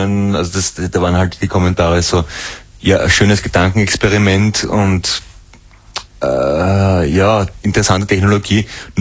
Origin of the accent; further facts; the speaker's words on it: Mödling, Lower Austria, Austria; Ja, ich komme eigentlich aus der Gegend von Mödling.